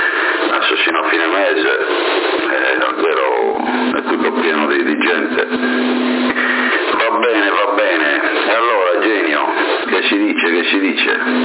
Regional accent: Alghero, Sardinia, Italy; tu sei di Alghero, anch'io sono di Alghero

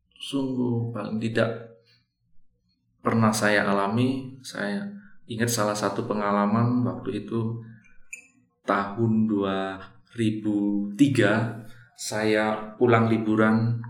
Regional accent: Lubuklinggau, South Sumatra, Indonesia; born there; Saya memang lahir di Lubuk Linggau, itu adalah satu daerah di Palembang. Saya setelah tamat SMP masuk ke Seminari Palembang, 4 tahun di sana.

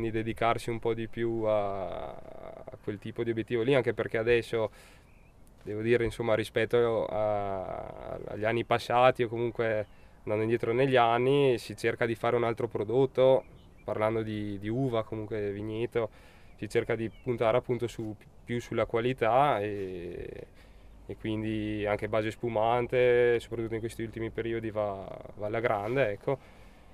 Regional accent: Volano, Trentino-Alto Adige, Italy; sono di Volano, insomma, 22

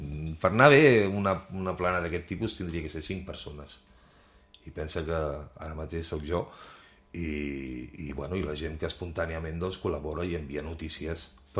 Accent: Girona, Catalonia, Spain; jo sóc de Girona, però ja t'he dit, vic a Guissal, no?

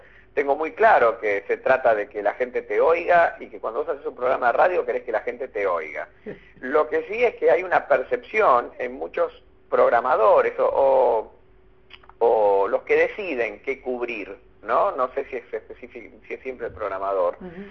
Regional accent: Buenos Aires, Argentina; Yo soy de Buenos Aires, acá muchos hinchas de Rosario no hay

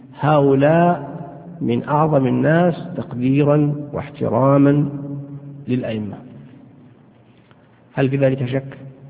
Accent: Saudi Arabia; يعني عندنا في السعودية هنا الحمد لله الصوفية يعني مكبوتين،

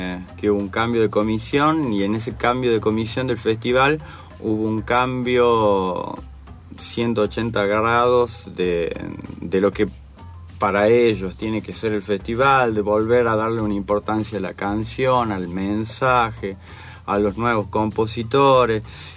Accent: La Rioja, Argentina; now in Córdoba, Argentina; Soy de La Rioja, hace más de 20 años estoy viviendo en Córdoba.

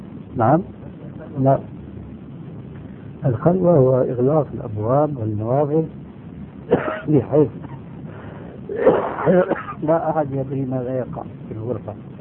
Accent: Syria; وكما يقولون عندنا في الشام

